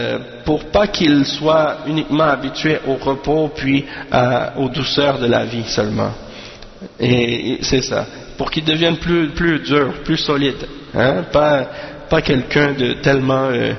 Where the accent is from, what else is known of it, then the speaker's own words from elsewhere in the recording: Canada; born there; moi je suis né ici, je suis né au Canada